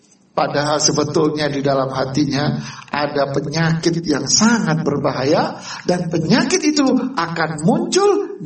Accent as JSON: {"language": "Indonesian", "town": "Bangil", "region": "East Java", "country": "Indonesia", "said": "Kita orang Bangil sekota, namanya kota kecil."}